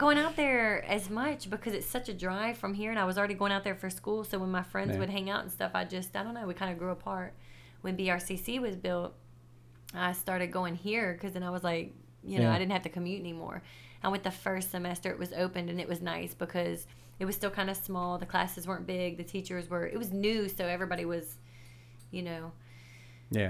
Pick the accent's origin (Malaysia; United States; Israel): United States; Foley, Alabama; also born or lived in St. Louis; Oh, no, I'm from Foley, Alabama.